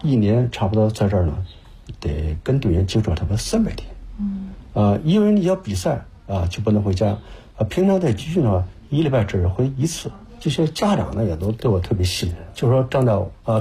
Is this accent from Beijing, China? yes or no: yes; Beijing, China; 因为咱是北京人